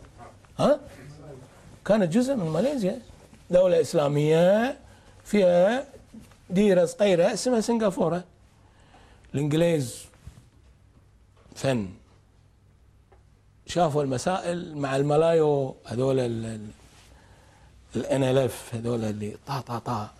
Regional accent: Kuwait; ايش وردت ديرتنا طلبنا أي بلد يتعرض لما تعرضت له الكويت لازم تشكل لجنة تحقق في الموضوع

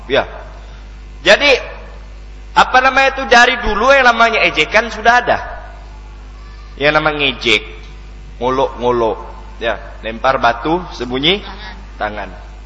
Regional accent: Pontianak, West Kalimantan, Indonesia; Saya lahir di Pontianak, besar di Pontianak

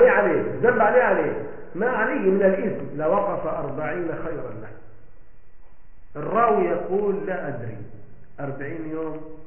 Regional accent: Egypt; ولا كام فدان ارض عندنا في مصر

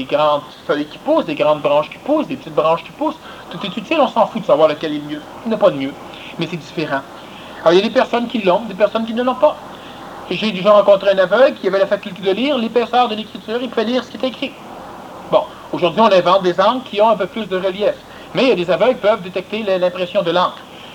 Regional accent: Australia; French is a second language; Moi, j'ai répondu « Oui, puis il y a plusieurs qui pensent que je suis un gourou. Je viens d'Australie

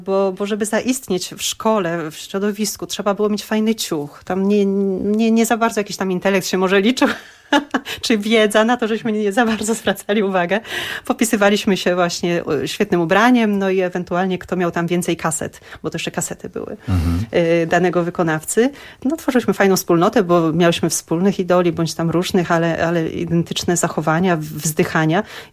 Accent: Szczecin, West Pomeranian Voivodeship, Poland; Ja pochodzę ze Szczecina. Jest to środowisko takie bardziej ateistyczne niż religijne. Nasi rodzice, którzy tam osiedlili się w Szczecinie, każdy pochodził z innej części Kresy, tak?

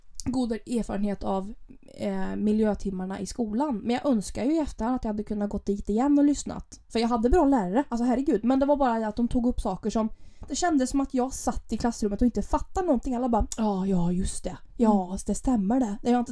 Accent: Sweden; du är norsk och jag är svensk.

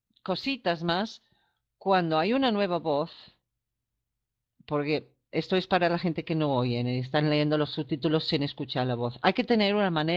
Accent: England, United Kingdom; Spanish is a second language; yo que soy inglesa

